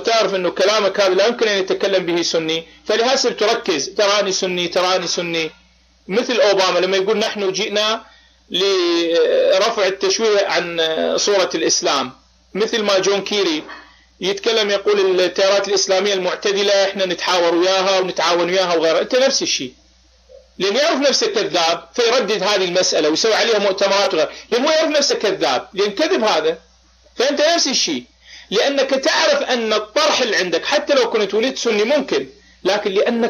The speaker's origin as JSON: {"language": "Arabic", "country": "Iraq", "said": "أنا ابن العراق يا رجال، لك يا عمي أنا عراقي"}